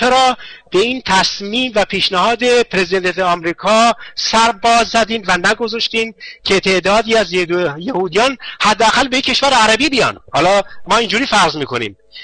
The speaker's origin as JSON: {"language": "Persian", "country": "Iran", "lives_now": "Germany", "said": "بلکه من یک ایرانی هستم"}